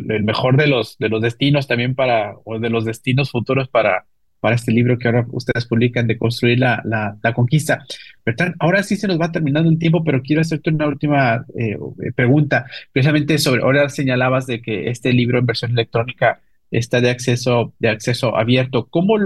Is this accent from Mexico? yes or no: yes; Mexico; da buena respuesta también a quiénes somos nosotros como mexicanos